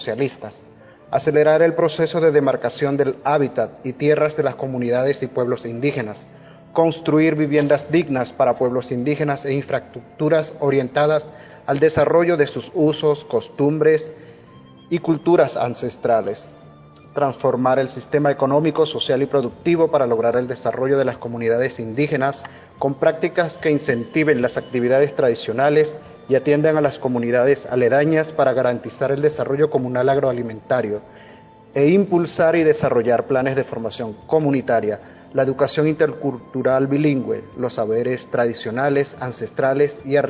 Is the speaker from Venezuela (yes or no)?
yes; Bolívar, Venezuela; soy del pueblo indígena Pemón, del Parque Nacional Canaima, al sur de Venezuela, nuestro país.